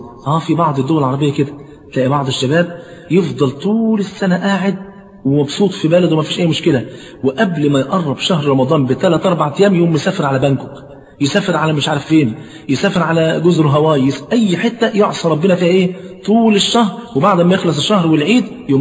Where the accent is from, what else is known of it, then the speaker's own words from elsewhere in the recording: Egypt; طبعا انت عارف عندنا في مصر الفول فرض عين مش كفاية